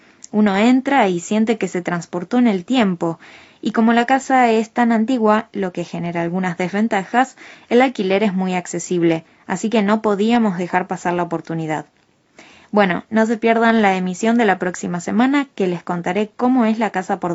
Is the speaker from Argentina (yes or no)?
yes; Argentina; now in Japan; Nosotros somos argentinos. Al poco tiempo de mudarnos a Japón